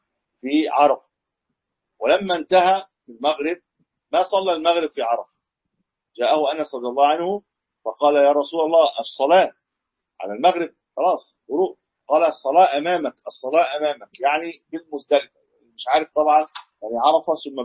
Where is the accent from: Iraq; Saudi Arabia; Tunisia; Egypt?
Egypt; يعني احنا من مصر بنروح